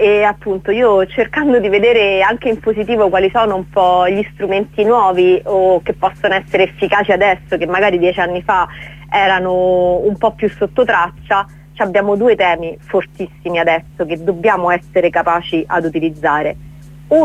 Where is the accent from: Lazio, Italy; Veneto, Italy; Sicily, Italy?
Lazio, Italy; Rome; parlo da romana e nella città di Roma